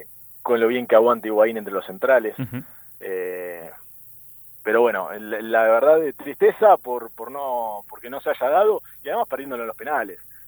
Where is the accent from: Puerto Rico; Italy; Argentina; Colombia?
Argentina; A ver, como argentino obviamente lo sufrí, queriendo que ganara la selección.